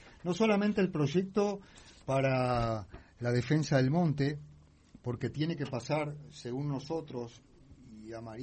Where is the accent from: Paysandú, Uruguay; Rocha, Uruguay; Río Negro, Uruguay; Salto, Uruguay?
Paysandú, Uruguay; yo soy de Paysandú